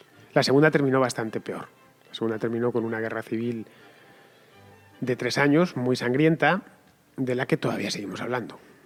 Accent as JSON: {"language": "Spanish", "country": "Spain", "said": "yo, a fin de cuentas, soy español y vivo en España."}